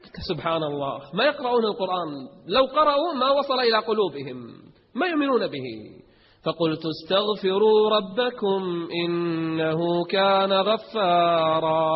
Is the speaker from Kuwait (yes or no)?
yes; Kuwait; اليوم أكثر تجمع عندنا بالكويت حصل